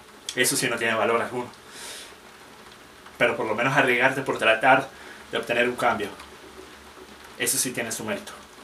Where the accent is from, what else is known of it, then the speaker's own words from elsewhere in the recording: Venezuela; moved away; Porque soy venezolano. Y voy a ser venezolano hasta que me muera, sin importar cuánto tiempo pase sin yo estar físicamente en el país.